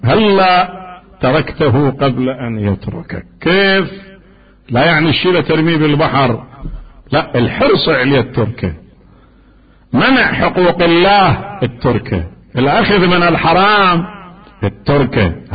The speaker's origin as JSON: {"language": "Arabic", "country": "Iraq", "said": "قصة معروفة عندنا في العراق"}